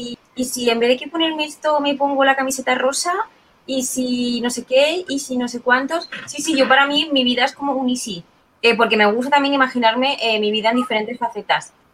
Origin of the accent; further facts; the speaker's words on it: Spain; Luego también he imaginado, ¿y si en vez de que ser española hubiese sido americana